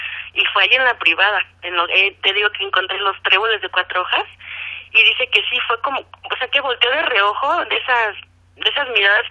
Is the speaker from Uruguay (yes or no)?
no; Toluca, State of Mexico, Mexico; Sí, mira, yo soy de Toluca.